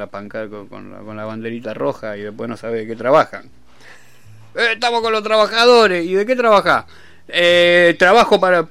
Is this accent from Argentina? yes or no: yes; Merlo, Buenos Aires Province, Argentina; yo que soy de Merlo, ¿no?